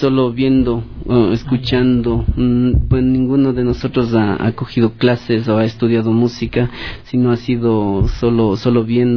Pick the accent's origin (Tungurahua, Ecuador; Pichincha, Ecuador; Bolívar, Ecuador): Pichincha, Ecuador; Quito; nosotros ya nacimos acá en Quito, yeah. Entonces somos ya quiteños, claro. Entonces estamos acá en Quito, pero nuestros padres son de Otavalo